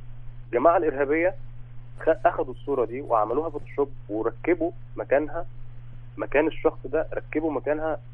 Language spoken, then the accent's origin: Arabic; Egypt; يعني أنا كشاب مصري شايف كل ده قدامي